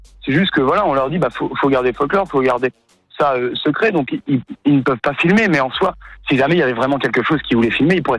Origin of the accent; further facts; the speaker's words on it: France; now in Liège, Belgium; Moi je suis français, je suis étudiant à Liège.